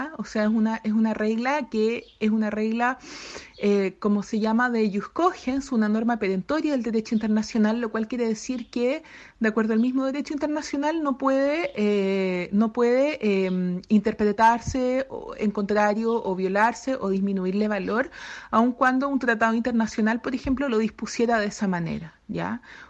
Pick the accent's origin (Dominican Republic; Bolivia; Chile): Chile; now in Edinburgh, United Kingdom; soy abogada chilena y actualmente me encuentro en la ciudad de Edimburgo, en Escocia, haciendo mi doctorado en Derecho acá en la Universidad de Edimburgo.